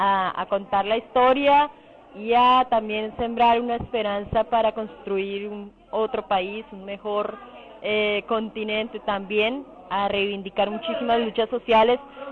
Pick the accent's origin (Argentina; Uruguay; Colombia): Colombia; vengo de Colombia